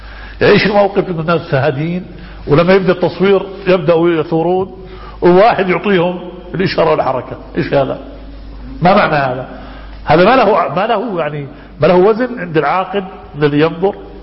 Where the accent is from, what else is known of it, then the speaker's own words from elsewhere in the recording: Egypt; now in Jordan; نحن أخوة من مصر نعيش في الأردن منذ زمن،